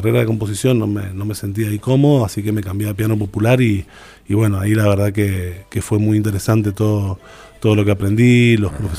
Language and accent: Spanish; Mendoza, Argentina; quizás de jugades que somos nomás los mendocinos de la composición, ¿viste?